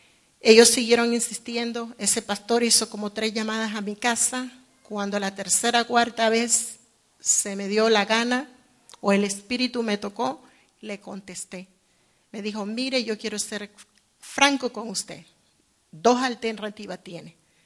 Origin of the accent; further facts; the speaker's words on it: Nicaragua; Quiero decirle que soy nicaragüense, nací en Nicaragua